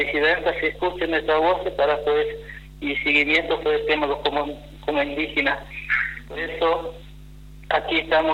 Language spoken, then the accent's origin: Spanish; Formosa, Argentina; Somos locales, somos de Formosa, pero somos locales como capitales.